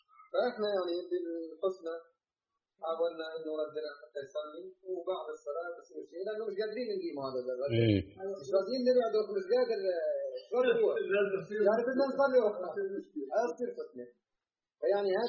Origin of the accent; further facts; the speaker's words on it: Jordan; إحنا جايين من الأردن